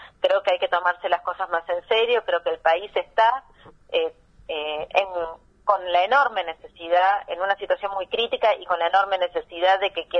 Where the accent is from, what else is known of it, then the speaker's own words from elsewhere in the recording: Argentina; pero somos argentinos y queremos defender los intereses de nuestro país